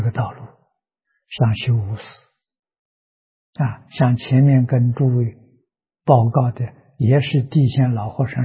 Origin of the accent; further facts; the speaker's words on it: China; 我们中国人讲如鼎足而立